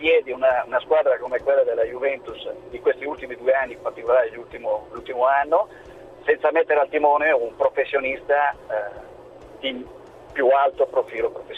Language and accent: Italian; Milan, Lombardy, Italy; da milanese che apprezza la Juventus